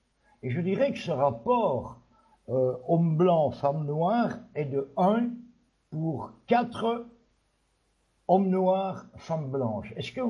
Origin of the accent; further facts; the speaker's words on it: Belgium; comme je suis belge, que j'habite un pays à forte densité de population, où l'agriculture a, pour ainsi dire, disparu